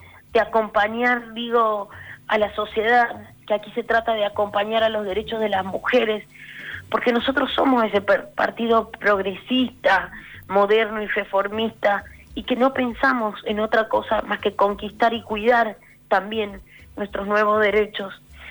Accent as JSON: {"language": "Spanish", "region": "Santiago del Estero", "country": "Argentina", "said": "Mira, yo soy de Santiago del Estero."}